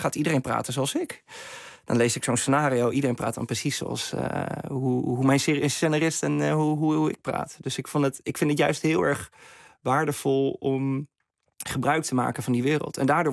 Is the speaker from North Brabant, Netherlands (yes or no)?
no; Veendam, Groningen, Netherlands; Ik ben opgegroeid in Veendam, in Oost-Groningen. Ik heb een hele te gekke jeugd gehad in Borgercompagnie op mijn basisschool.